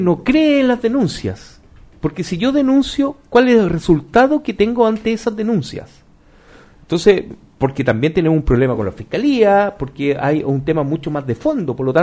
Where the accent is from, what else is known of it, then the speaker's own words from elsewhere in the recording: Chile; Como buen chileno dejamos todo para última hora